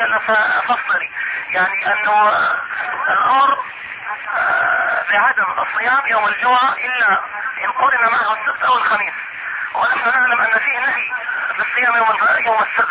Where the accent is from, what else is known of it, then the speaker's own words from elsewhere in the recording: Algeria; now in Mecca, Saudi Arabia; انا من الجزائر